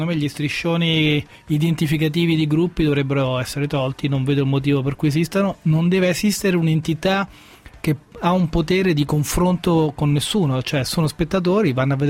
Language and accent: Italian; Rome, Lazio, Italy; Ma io sono di Roma